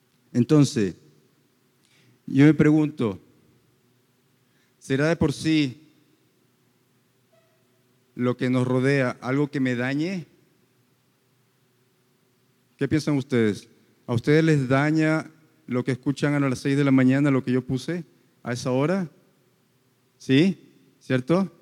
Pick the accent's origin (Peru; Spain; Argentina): Peru; now in Medellín, Colombia; yo originalmente soy de Perú. Yo originalmente vengo de una ciudad que es muy similar en sonidos a esta.